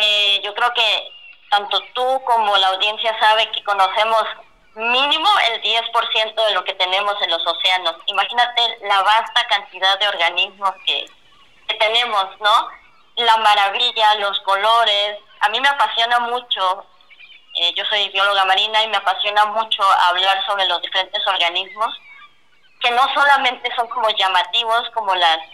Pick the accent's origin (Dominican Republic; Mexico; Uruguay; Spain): Mexico; Chiapas; now in Guaymas, Mexico; Yo ahorita me encuentro en Guaymas, Sonora, aunque yo soy originaria de Chiapas.